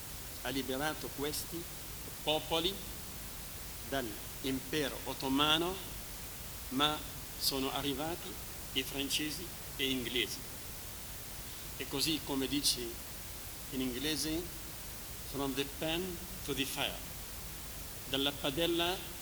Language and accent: Italian; Lebanon; Italian is a second language; Nel mio paese, nel Libano, durante il dominio francese fra la prima e la seconda guerra mondiale, i soldati là erano marocchini e senegali